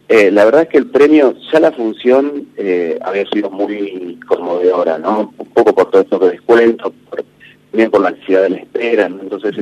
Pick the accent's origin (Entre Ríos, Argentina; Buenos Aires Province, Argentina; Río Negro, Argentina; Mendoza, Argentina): Buenos Aires Province, Argentina; Carmen de Patagones; los 3 somos oriundos de Rodrigo de Viedma y Pablo y yo de Patagones.